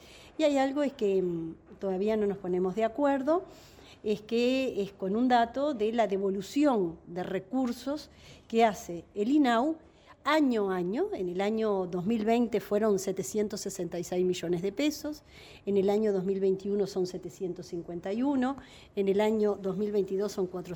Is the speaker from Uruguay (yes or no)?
yes; Uruguay; seguimos como uruguayos siendo interpelados